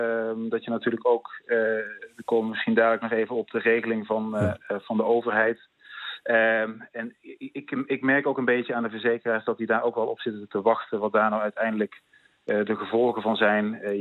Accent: North Brabant, Netherlands; u hoort het aan mijn stem waarschijnlijk, ik kom uit Brabant

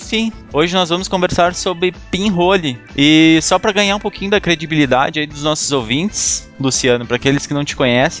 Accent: Porto Alegre, Rio Grande do Sul, Brazil; Falando lá de Curitiba. Não é tão longe, mas também é tão perto de Porto Alegre, de onde eu sou, né, meu? Mas eu acho que o sotaque se confunde um pouco, às vezes.

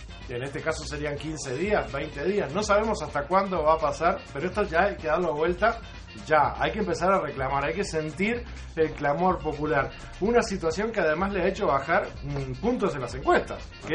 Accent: Uruguay; Y yo creo que no debemos, como uruguayos.

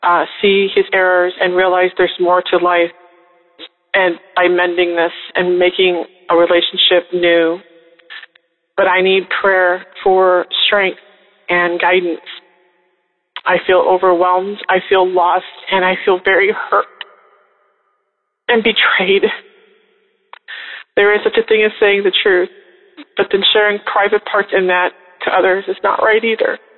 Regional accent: Chicago, Illinois, United States; I'm from Chicago.

